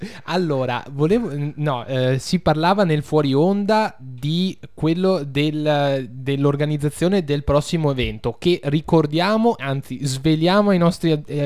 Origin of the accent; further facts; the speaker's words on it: Musile di Piave, Veneto, Italy; Ora io sono di Musile e purtroppo sono limitato